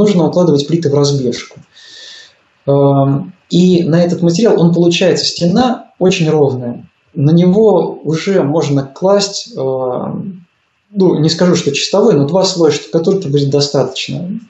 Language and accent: Russian; Smolensk Oblast, Russia; born there; Я сам родился в Смоленской области.